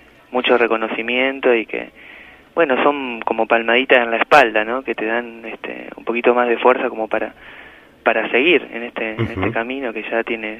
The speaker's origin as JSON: {"language": "Spanish", "region": "Santa Fe", "country": "Argentina", "lives_now": "Buenos Aires, Argentina", "said": "Nos mudamos de Santa Fe, estamos todos en Buenos Aires."}